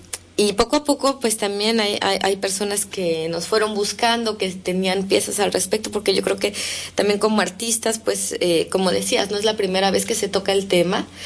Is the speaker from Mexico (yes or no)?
yes; Mexico; no solo somos mexicanos, sino también hay gente catalana